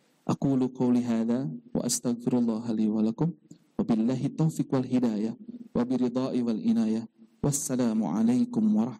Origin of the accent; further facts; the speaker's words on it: Bandung, West Java, Indonesia; born there; Kurang lebih 38 tahun yang lalu saya dilahirkan di kota Bandung